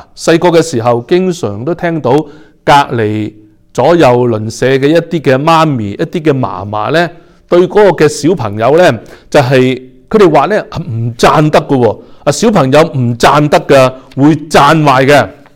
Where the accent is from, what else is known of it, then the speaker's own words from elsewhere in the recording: China; 我们中国人呢其实都是比较是含蓄的一个的民族